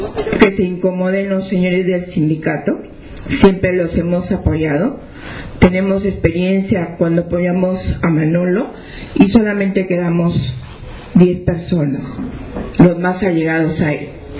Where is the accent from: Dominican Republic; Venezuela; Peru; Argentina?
Peru; Piura; porque yo soy una de las personas que vengo desde Piura con mis compañeros, entonces los de Piura nos perjudicamos desde un inicio